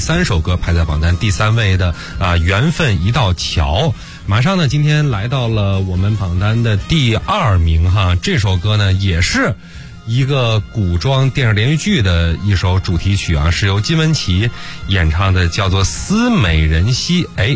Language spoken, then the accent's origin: Chinese; China; 就因为其实我们从小跟我们中国人从小生长的环境是有关系的